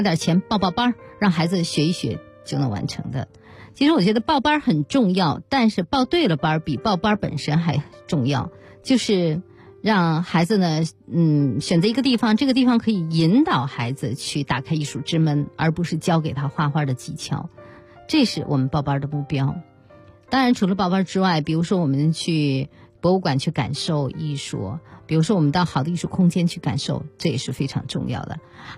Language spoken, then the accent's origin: Chinese; China; 我们中国人常说一句话啊，说艺术的熏陶。